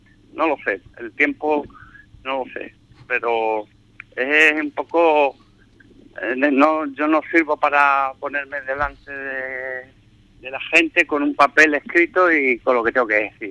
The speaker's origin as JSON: {"language": "Spanish", "town": "Ubrique", "region": "Andalusia", "country": "Spain", "tie": "born or raised there", "said": "en mi pueblo, pues bueno, empezaré, supongo, a recordar pues toda mi infancia, porque mi infancia ha sido en Ubrique, sin duda."}